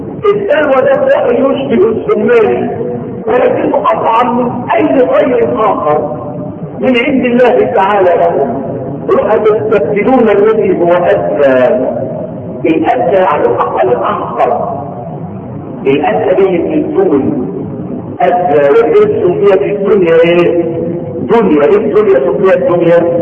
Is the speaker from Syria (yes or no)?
no; Egypt; مشتقة اصلا من كلمة قرآنية قديمة بنخطر احنا فيها كمصريين